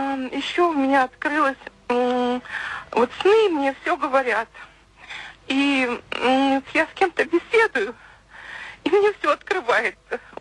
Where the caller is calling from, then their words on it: Bryansk, Bryansk Oblast, Russia; Я звоню вам из Брянска. Мне 56 лет.